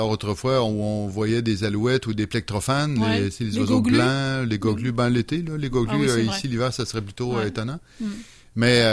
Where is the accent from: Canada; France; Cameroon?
Canada; Beauport, Quebec; moi, je me souviens des quartiers où j'ai passé mon enfance, à Beauport, il y avait de tout petits arbres un peu partout.